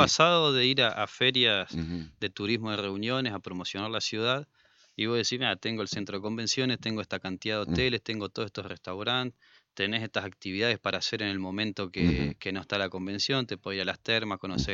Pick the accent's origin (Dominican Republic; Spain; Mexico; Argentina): Argentina; Salta; Pero no, pasa, yo soy de Salta y me tomo un avión a Buenos Aires